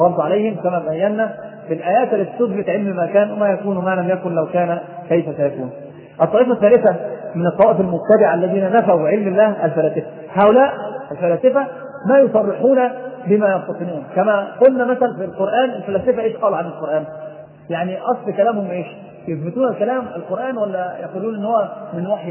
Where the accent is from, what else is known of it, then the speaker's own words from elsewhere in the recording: Egypt; ناس عندنا في مصر